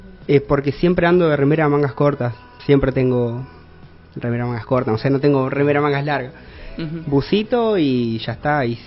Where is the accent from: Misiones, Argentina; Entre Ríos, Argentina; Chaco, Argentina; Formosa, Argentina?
Entre Ríos, Argentina; Concordia; now in Santa Fe, Argentina; yo soy de Concordia. Viste, todos paramos acá en Santa Fe